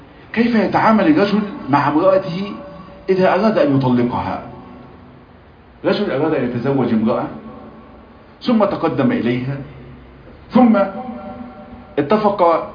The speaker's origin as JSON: {"language": "Arabic", "country": "Egypt", "said": "عندنا في مصر الصداق ده بيبقى شبكة، وساعات عفشة أو قايمة"}